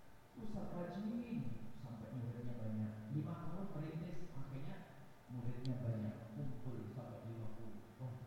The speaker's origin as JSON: {"language": "Indonesian", "region": "East Java", "country": "Indonesia", "said": "Sebab kami orang Jawa Timur."}